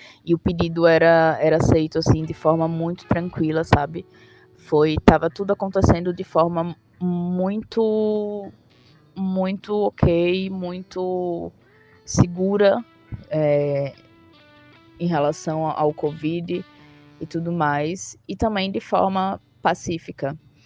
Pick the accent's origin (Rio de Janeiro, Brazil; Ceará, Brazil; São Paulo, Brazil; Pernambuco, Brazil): Pernambuco, Brazil; Recife; sou antropóloga, sou de Recife.